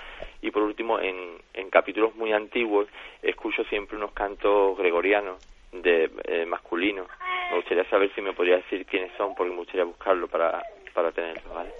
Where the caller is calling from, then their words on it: Jerez, Andalusia, Spain; de Jerez.